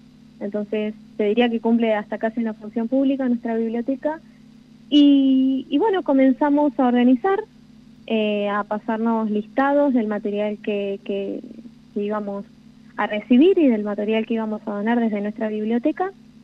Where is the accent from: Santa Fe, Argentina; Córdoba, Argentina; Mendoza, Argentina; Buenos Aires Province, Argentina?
Córdoba, Argentina; now in Santa Rosa, Argentina; yo vengo de la provincia de Córdoba.